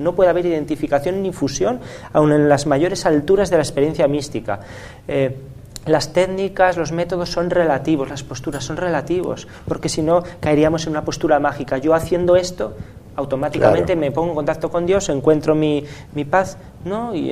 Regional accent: Spain; yo como español tengo que citarla

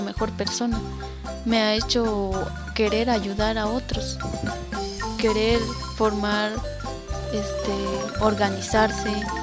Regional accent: Villa Las Rosas, Chiapas, Mexico; vengo de la comunidad del Ciprés, municipio de Villa Las Rosas, Chiapas.

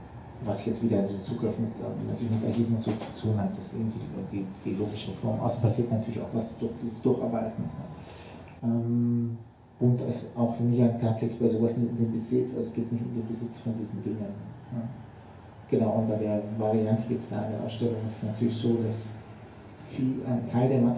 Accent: Southern Germany, Germany; Jetzt komme ich aus Süddeutschland, kann man sagen, die sind da immer so.

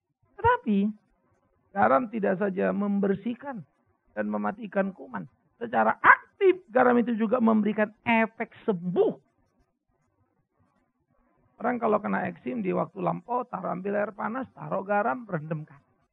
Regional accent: Pematangsiantar, North Sumatra, Indonesia; Setiap tanggal 26 pasti saya sudah ada di Sumatera, di Siantar.

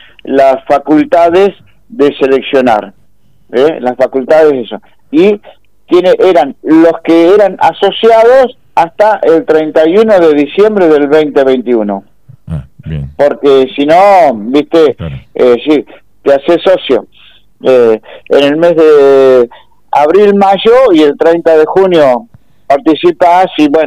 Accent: Argentina; Como argentino y como peronista, me da vergüenza ajena la situación.

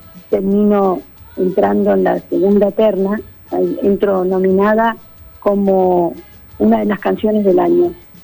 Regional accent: Argentina; agradeciendo que soy argentina, que soy argentina y que amo mi país.

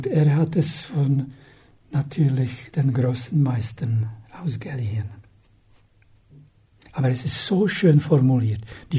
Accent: Czechia; born there; German is a second language; Ich bin in Tschechien geboren.

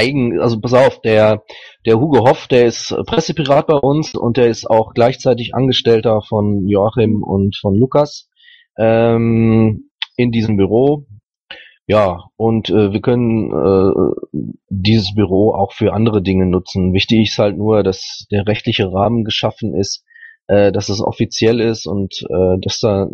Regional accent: North Rhine-Westphalia, Germany; Aber ich bin auch aus dem Rhein-Kreis Neuss.

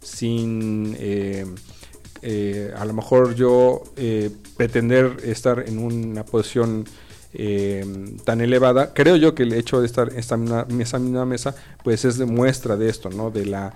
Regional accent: Mexico; creo yo que es el concientizarnos que finalmente todos somos mexicanos

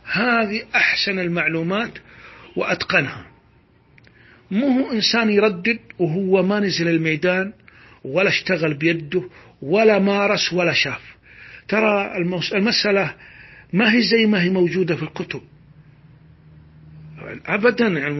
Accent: Saudi Arabia; غير بلدنا السعودية طبعا

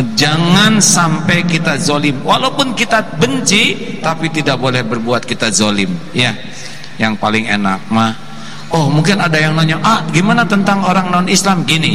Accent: United States; born there; Indonesian is a second language; I am not milih lahir in Amerika. Saya tidak milih lahir di Amerika. Ini bukan pilihan saya lahir di Amerika.

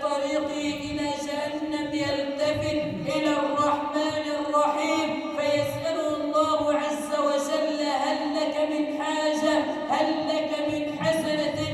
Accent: Egypt; أن تجعل بلدنا مصر أمنا أمانا، سخاء رخاء

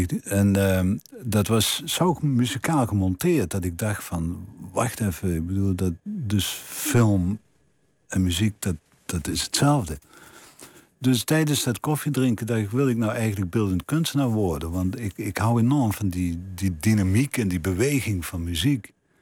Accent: Limburg, Netherlands; accent: Limburgish; als ik mijn mond opende en ze mijn Limburgse accent hoorden.

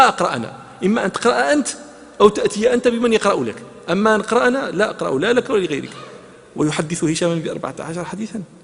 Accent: Morocco; حتى لا نتهم بأننا ننسب الفضائل أنا مغربي

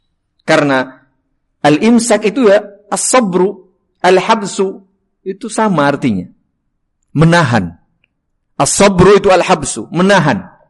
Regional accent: Java, Indonesia; Paling pas bahasa Jawa karena saya orang Jawa ya, mohon maaf.

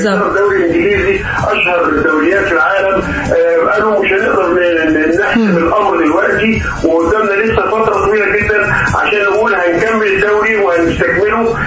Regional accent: Egypt; احنا عندنا في مصر الحالة شغالة كويس جدا

